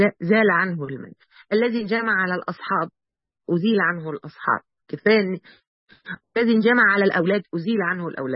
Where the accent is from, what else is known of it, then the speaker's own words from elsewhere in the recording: Mansoura, Dakahlia, Egypt; دلوقتي العزاءات عندنا يعني احنا عندنا في المنصوره، كنت ماشيه في الشارع كده من الشوارع الكبيره في المنصوره